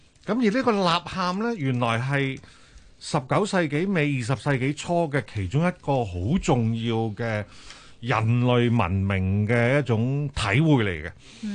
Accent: China; 我哋中國人有句説話，有冤無路訴就係俾冤，係冤上加冤

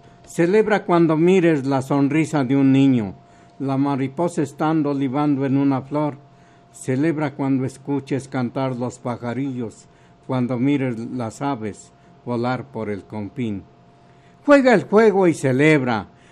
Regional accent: Huejotzingo, Puebla, Mexico; de Huejotzingo me dio las facilidades para presentar mi libro allá y vi toda esa riqueza que tiene mi patria chica

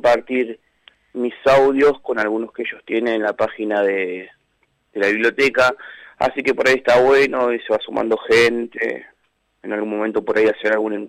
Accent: Cañuelas, Buenos Aires Province, Argentina; Sí, soy de Cañuelas, vivo acá hace más de 20 años, antes vivía sobre Ruta 3, en Barrio Pelufo, y bueno, hace 10 que resido acá, más cerca de la ciudad, digamos.

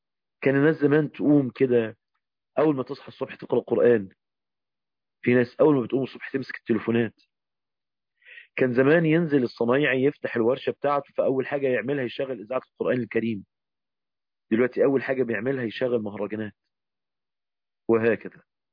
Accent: Egypt; زي ما بنقول عندنا في مصر، الأرض دي تموت.

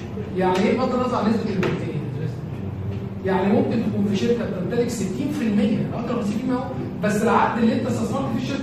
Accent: Egypt; بالنسبة لي أنا كمصرية

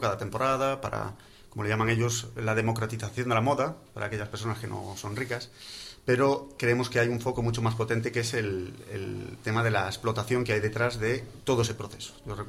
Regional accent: Galicia, Spain; accent: Galician; now in Madrid, Spain; Bueno, pues yo soy gallego, se me nota, ¿verdad?

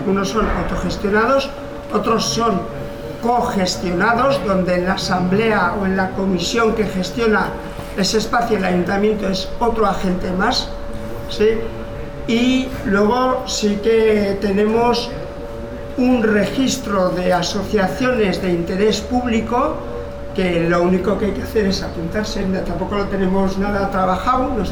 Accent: Hernani, Basque Country, Spain; vengo de Guipúzcoa, de un municipio que se llama Hernani, soy el alcalde.

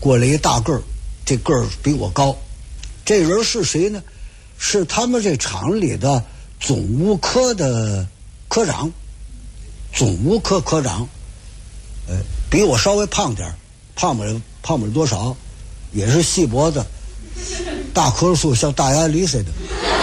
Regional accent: Beijing, China; now in Tianjin, China; 我在天津这儿50多年了啊，我从北京来天津50多年了，

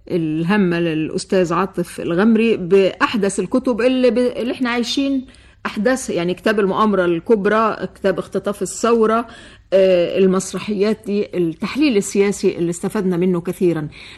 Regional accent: Egypt; بدات تغير وجهه نظرها بالنسبه للاحوال عندنا في مصر

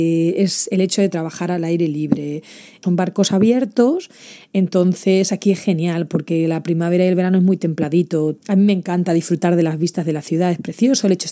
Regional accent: Spain; accent: Spanish; soy la única española hablando por la radio en los barcos, entonces es muy fácil reconocerme el acento español

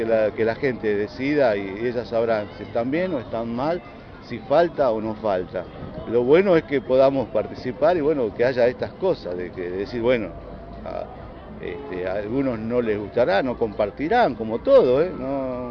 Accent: Santa Cruz, Argentina; born there; soy nacido en Santa Cruz, aparte, y conozco las obras desde allá.

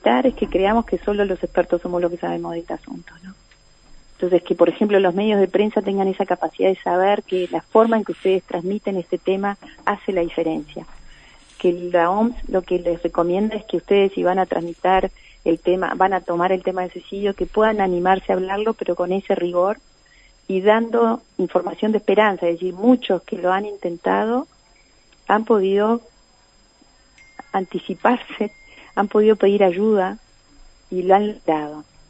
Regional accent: Uruguay; eso es lo más duro para nosotros como uruguayos

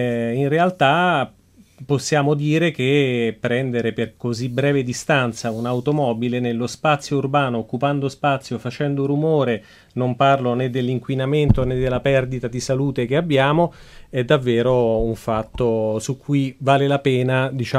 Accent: Rome, Lazio, Italy; born there; now in Milan, Italy; Io sono nato a Roma, ero un motociclista sfegatato

